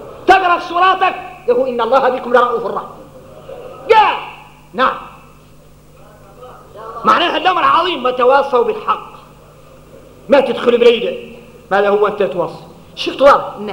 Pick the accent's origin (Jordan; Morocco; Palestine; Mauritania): Mauritania; احنا موريتاني نين